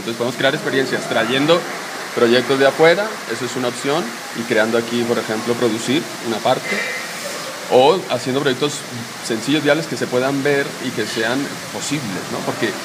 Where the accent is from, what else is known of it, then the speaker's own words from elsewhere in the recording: Bogotá, Colombia; y soy colombiano, de Bogotá.